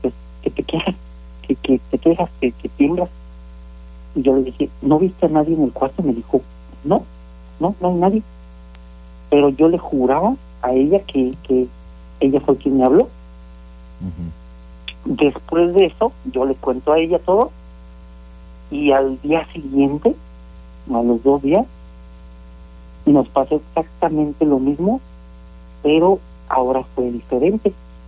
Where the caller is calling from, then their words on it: San Miguel de Allende, Guanajuato, Mexico; De aquí de San Miguel de Allende, de prácticamente Insurgentes.